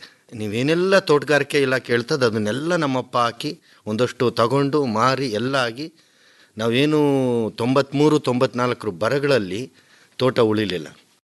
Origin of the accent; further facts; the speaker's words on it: Madhugiri, Karnataka, India; ನಾನು ಮೂಲತಃ ರಾಯಲ್ಸೀಮಾ ಕಡೆನು, ಮಧುಗಿರಿ, ಇದು ನಮ್ಮದು ಅರ್ಧ ಹೊಲ ಆಂಧ್ರ ಪ್ರದೇಶದಲ್ಲೈತೆ, ಇನ್ನರ್ಧ ಕರ್ನಾಟಕದಲ್ಲೈತೆ. ಬರೀ ಒಂದು 20-22 ಮನೆ ನಮ್ಮಲ್ಲಿ ಕನ್ನಡ ಮಾತಾಡೋದು, ಇನ್ನೆಲ್ಲ ತೆಲುಗು.